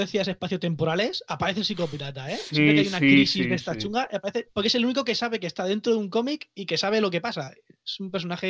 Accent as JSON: {"language": "Spanish", "town": "Elda", "region": "Valencian Community", "country": "Spain", "said": "No, pero soy de Elda. Elda está pegada."}